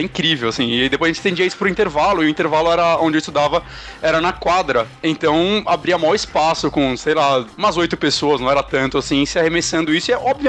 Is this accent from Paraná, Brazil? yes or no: no; São Paulo, Brazil; Ele com certeza não podia ser mais do que eu que sou de São Paulo.